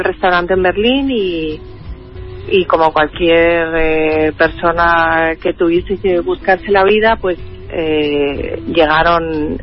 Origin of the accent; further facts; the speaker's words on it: Madrid, Community of Madrid, Spain; born there; Sí, yo nací en Madrid.